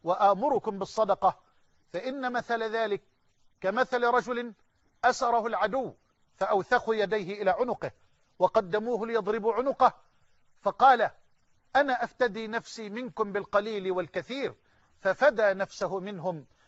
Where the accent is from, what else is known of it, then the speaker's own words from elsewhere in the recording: Egypt; اللهم اجعل بلدنا مصر أمنا أمانا سخاء رخاء